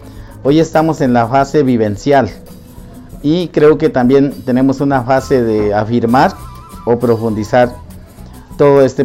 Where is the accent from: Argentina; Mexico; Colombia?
Colombia; Cauca; soy el consejero de Educación y Cultura del CRIU y soy del territorio de Yanubuco en el municipio de Nata.